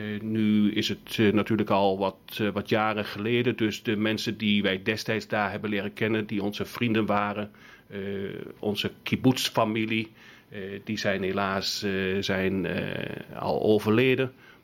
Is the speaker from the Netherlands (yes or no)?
yes; Netherlands; moved away as an adult; now in Israel; Ik ben oorspronkelijk in Nederland geboren en getogen. Ik ben na mijn studie vertrokken naar Israël, Aliyah gemaakt. In Nederland niet echt Joods opgegroeid